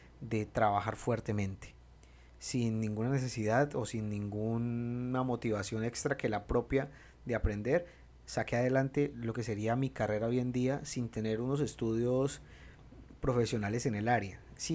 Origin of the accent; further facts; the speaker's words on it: Colombia; no pude estudiar la carrera de periodismo o comunicación social como se conoce en mi país